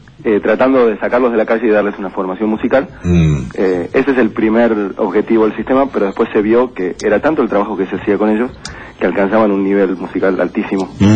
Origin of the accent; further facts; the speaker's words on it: Buenos Aires, Argentina; yo soy nacido en Capital Federal.